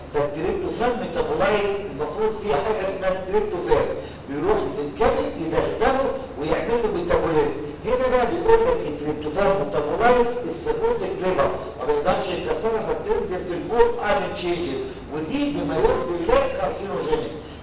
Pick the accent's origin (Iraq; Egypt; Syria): Egypt; هل انا كمصري